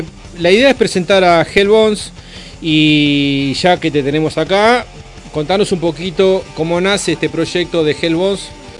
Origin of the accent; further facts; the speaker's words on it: San Carlos de Bariloche, Río Negro, Argentina; porque yo soy de Bariloche